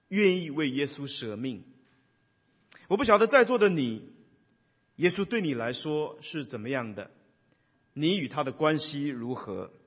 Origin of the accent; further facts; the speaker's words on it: China; 有一点像我们中国人的所谓的女儿红那样的一个酒